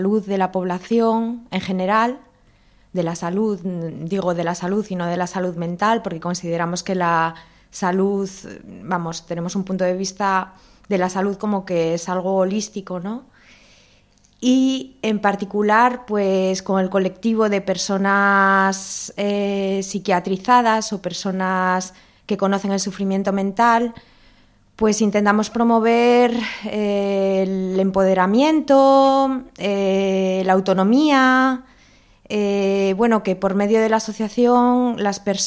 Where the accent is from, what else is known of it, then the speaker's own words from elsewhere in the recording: Gijón, Asturias, Spain; nací en Gijón, pues tengo bastante familiaridad desde que no tenía uso de razón.